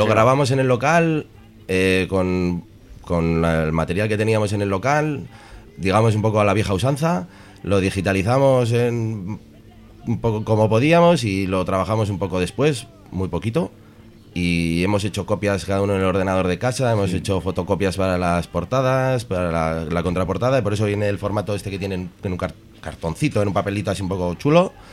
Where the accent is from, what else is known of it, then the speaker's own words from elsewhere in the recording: Santurtzi, Basque Country, Spain; Sí, sí, somos los cuatro de Santurchi.